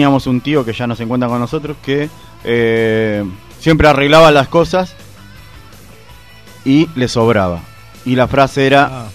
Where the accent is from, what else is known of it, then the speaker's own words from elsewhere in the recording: Argentina; Y somos argentinos, usted sabe que el argentino es una persona rebuscada